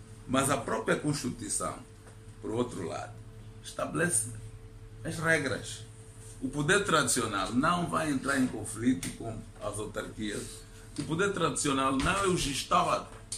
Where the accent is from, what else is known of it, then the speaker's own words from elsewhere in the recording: Malanje, Angola; eu sou de Malanjo